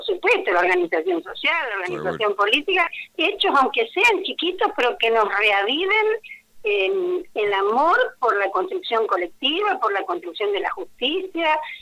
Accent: Buenos Aires, Argentina; En general, yo soy bonaerense, la gestión nacional

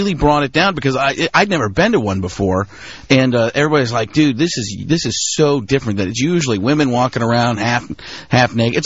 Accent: Wisconsin, United States; I grew up in Wisconsin.

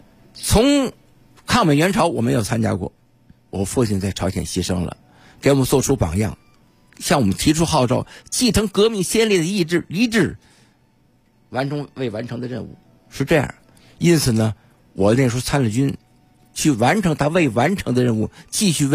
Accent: Tianjin, China; born there; 怎么是生我的地方呢？我生在海边儿。

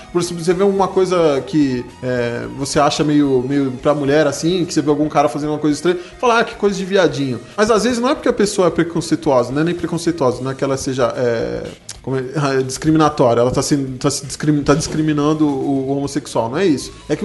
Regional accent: Lindóia, São Paulo, Brazil; moved away as an adult; tenho 23 anos, sou de Lindóia, interior de São Paulo, cidade da água, conheço só água Lindóia, água de Lindóia. Aí mais me mudei para a Grande São Paulo faz um mês.

